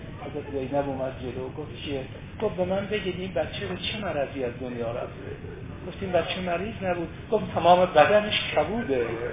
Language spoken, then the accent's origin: Persian; Iran; خب شب آخر سال شمسی ما ایرانیام هست